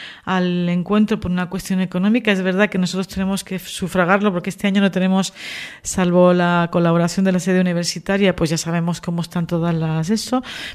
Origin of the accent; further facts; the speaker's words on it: Teror, Canary Islands, Spain; Y además en el pueblo, en Teror, en mi pueblo, pues participé el 15 en una tertulia en la radio